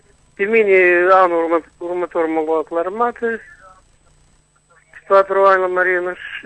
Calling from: Chișinău, Moldova; din Chișinău.

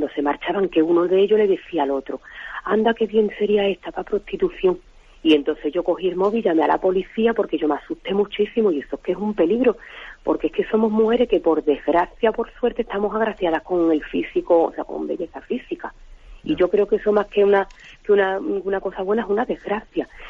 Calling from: Jerez, Andalusia, Spain; soy la muchachita de Jerez, la muchachita ciega.

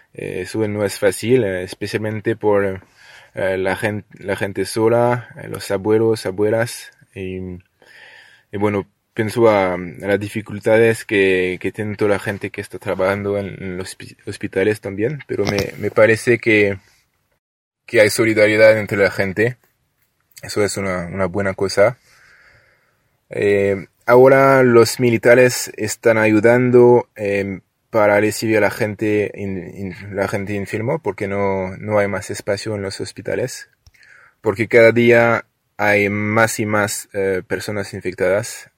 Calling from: France; Spanish is a second language; de Francia. Comento la situación en el país, que está difícil al momento.

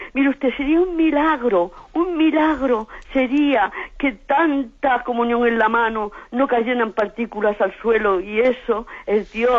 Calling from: Alicante, Valencian Community, Spain; de Alicante

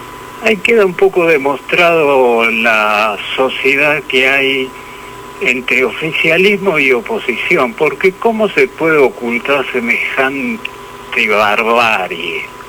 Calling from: Adrogué, Buenos Aires Province, Argentina; de Adrogué.

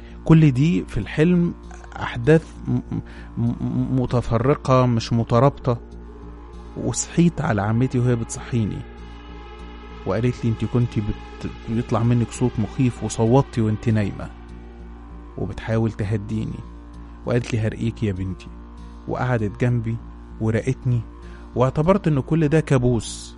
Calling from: Alexandria, Alexandria Governorate, Egypt; من سكان اسكندرية.

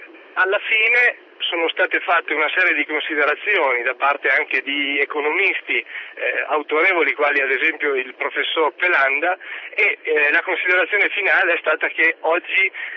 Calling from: Parma, Emilia-Romagna, Italy; Sì, buongiorno, sono da Parma, non da Roma.

